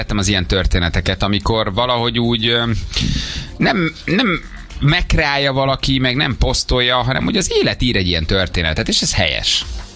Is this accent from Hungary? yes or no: yes; Lake Balaton, Hungary; Én balcsis gyerek vagyok, de csak a gyerekkori élményeim miatt. Én Balatonon nőttem föl